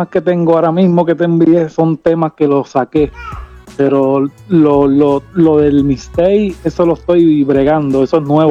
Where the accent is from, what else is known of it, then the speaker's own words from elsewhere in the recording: Puerto Rico; now in Florida, United States; Yo soy de Puerto Rico, estoy en Florida.